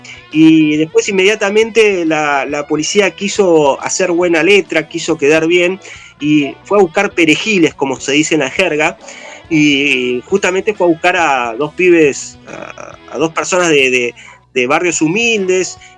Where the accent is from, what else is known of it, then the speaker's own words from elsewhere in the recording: Cipolletti, Río Negro, Argentina; yo soy oriundo de Chipoletti, yo vivía allí todavía.